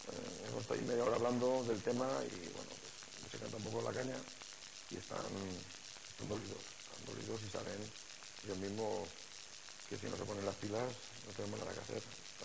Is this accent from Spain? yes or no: yes; Valencian Community, Spain; now in Elche, Spain; Yo soy valenciano, pero mi corazón es ilicitano. Llevo aquí mucho tiempo en Elche y soy, me considero uno más